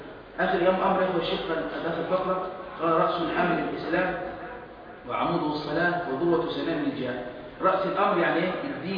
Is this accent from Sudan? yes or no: no; Egypt; عندنا في مصر مشايخ على السنة؟